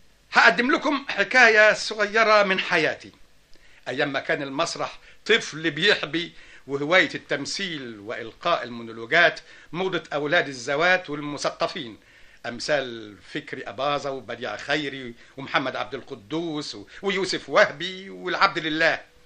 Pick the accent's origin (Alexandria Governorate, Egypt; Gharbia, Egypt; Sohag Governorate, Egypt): Alexandria Governorate, Egypt; Alexandria; born there; 59 شهر طبعا، من مواليد الاسكندريه